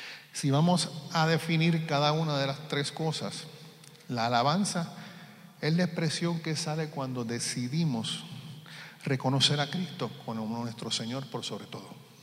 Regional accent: Puerto Rico; now in Florida, United States; donde yo vivo, de donde yo soy, ahora vivo en Florida, pero estuve viviendo en Puerto Rico casi toda mi vida

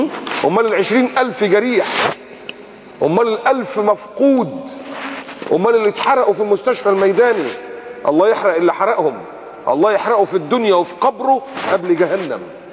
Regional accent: Egypt; دي بلدنا وأنا مصري

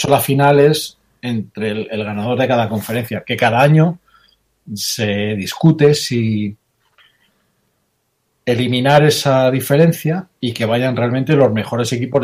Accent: Seattle, Washington, United States; yo soy de Seattle

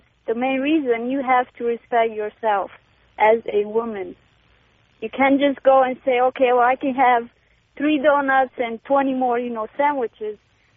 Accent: Romania; English is a second language; now in United States; Hey, first of all, I want to apologize for my accent. I'm from Romania

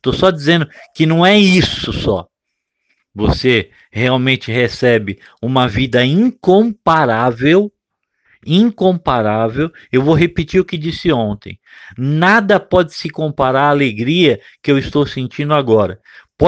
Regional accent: São Paulo, Brazil; eu queria morar no interior e numa cidade tranquila, depois de ter nascido e crescido em São Paulo

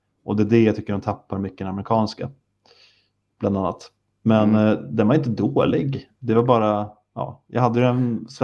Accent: Sweden; jag tror inte jag säger det här bara för att jag är svensk

